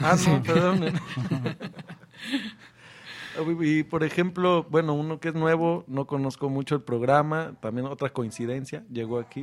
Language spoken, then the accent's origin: Spanish; Mexico; Sí, yo soy mexicano